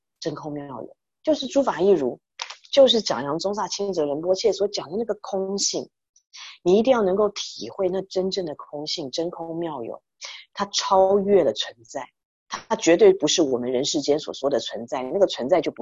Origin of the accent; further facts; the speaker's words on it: Taiwan; now in United States; 我们都是台湾来的